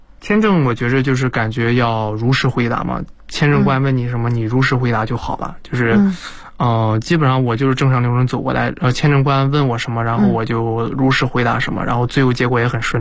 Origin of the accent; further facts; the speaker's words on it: northern China, China; now in Boston, United States; 因为我本身是北方人。